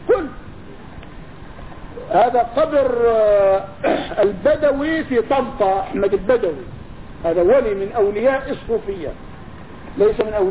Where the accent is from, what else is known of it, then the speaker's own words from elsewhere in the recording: Jordan; انا تركت اهل الكهف عندنا في الاردن